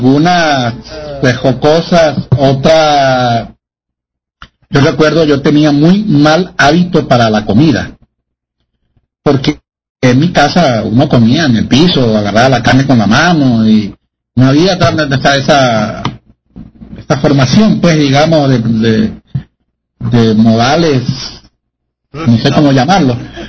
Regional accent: San Juan, Misiones, Paraguay; moved away; Yo salí de mi pueblito campesino allá de San Juan Misiones, en Paraguay, y sin ninguna experiencia, ni siquiera sabía usar lo que era, no conocía la luz eléctrica, en mi pueblo no había luz, no había agua corriente

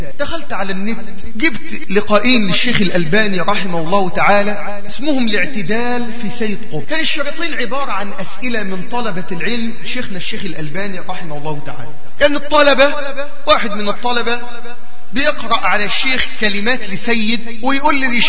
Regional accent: Egypt; زي عندنا في مصر

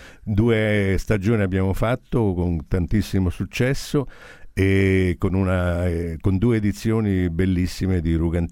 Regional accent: Rome, Lazio, Italy; accent: Roman; Ma guardi che io sono romano pure, io parlo solo romano, sto a fare una fatica per parlare italiano.

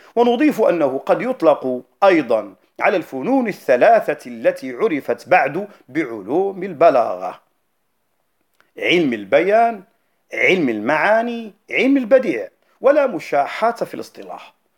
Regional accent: North, Morocco; أو البعاو عندنا في المغرب وخاصة في الشمال

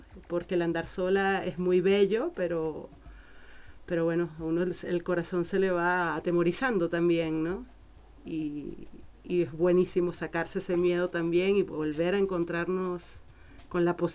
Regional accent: Venezuela; born there; moved away as an adult; also born or lived in Spain; eso fue en el país donde nací, en Venezuela

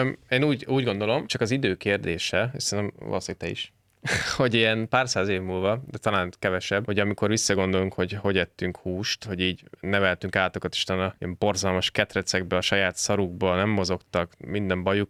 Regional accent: Budapest, Hungary; én tényleg a hülye budapesti gyerek vagyok, nem voltam disznóvágáson

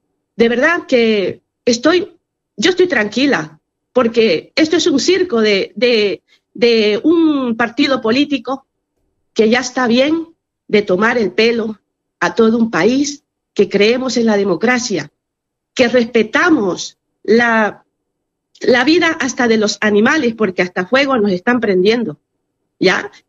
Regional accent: Bolivia; Esto a mí, como boliviana, y a todos los bolivianos, somos conscientes de lo que está viviendo Bolivia.

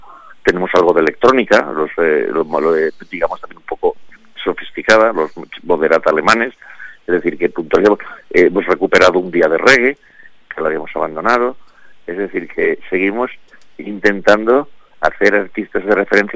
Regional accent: Valencian Community, Spain; Claro, no te olvides, soy valenciano.

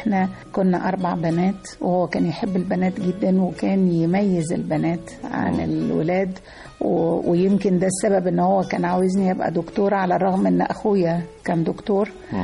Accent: Monufia Governorate, Egypt; إحنا من المنوفية، من كفر المصر.

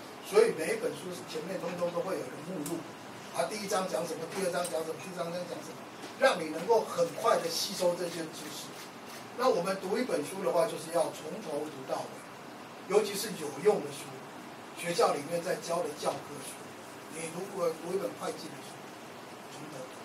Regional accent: Taiwan; 我是土生土长的台湾，我的祖先是在乾隆的时候到台湾来，所以我觉得我是台湾人。我太太是澎湖人，我们家跟北京没有关系。我们家也不听京剧，我们听也听歌仔戏

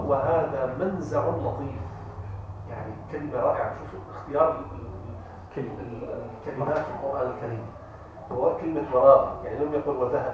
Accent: Damascus, Damascus Governorate, Syria; أو حتى عندنا نحن عندنا في دمشق لا نجعل مثلا الضيف يعني العادة القديمة العربية

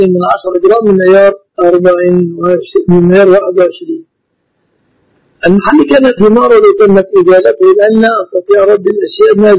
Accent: Egypt; لكن هذه لغتنا في مصر.

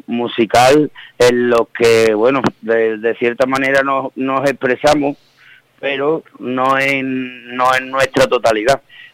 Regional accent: Seville, Andalusia, Spain; claro, por nuestra procedencia, somos de Sevilla, entonces hemos tocado con mucha gente que, bueno, que no tiene nada que ver con el rock.

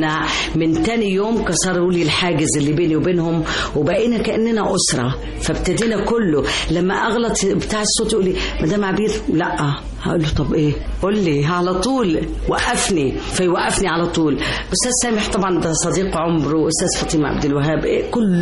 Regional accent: Jordan; now in Egypt; يعني احنا عندنا في الأردن في أول رئيس وزراء سوري من الشام

